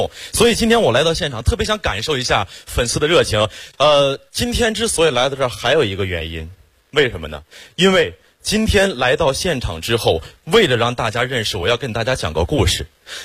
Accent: Xiong'an, Hebei, China; 土生土长的雄安人，从小在那长大

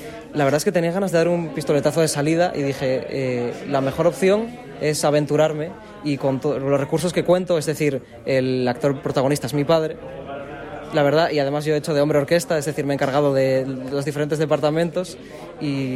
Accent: Nava, Asturias, Spain; pero yo soy de Nava, es donde vivo.

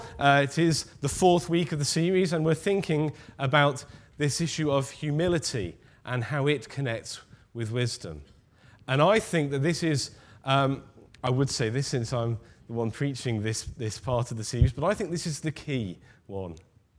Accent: North West England, United Kingdom; I, as many of you will know, am a passionate Liverpool supporter, born and bred on Merseyside.

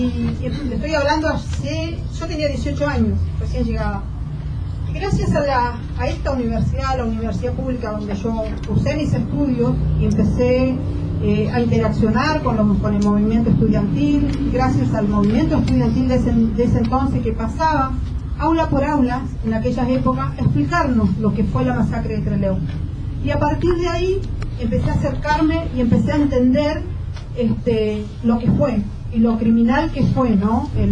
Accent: Costa Rica; now in Argentina; Yo cuando me vine acá muy jovencita a esta zona, yo soy de Costa Rica

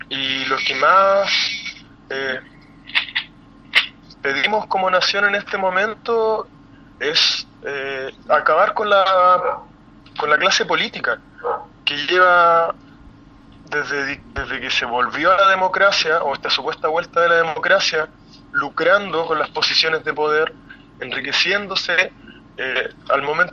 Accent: Chile; lo que queremos es una nueva constitución que nos rija de ahora en adelante como chilenos cómo queremos vivir

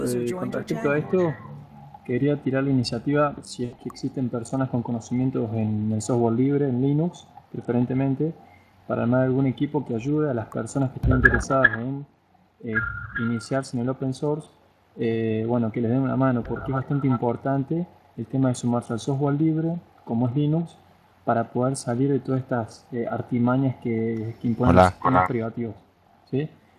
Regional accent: Córdoba, Argentina; Yo soy de Córdoba, Argentina.

